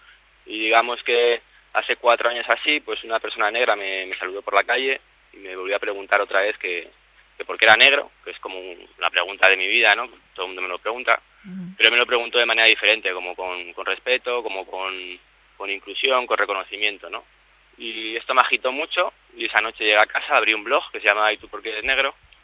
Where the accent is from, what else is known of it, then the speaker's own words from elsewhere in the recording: Spain; Oye, ¿tú de dónde eres? Pero yo soy español. ¿Pero de dónde, no?